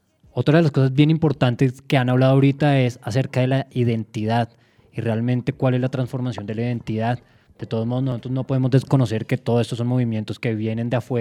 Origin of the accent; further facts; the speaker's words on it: Colombia; Nosotros debemos tener una identidad como colombianos